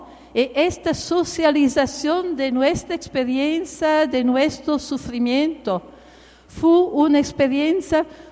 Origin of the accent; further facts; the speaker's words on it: Italy; born there; Spanish is a second language; yo nací en Italia en el periodo, en los años después de la Segunda Guerra Mundial.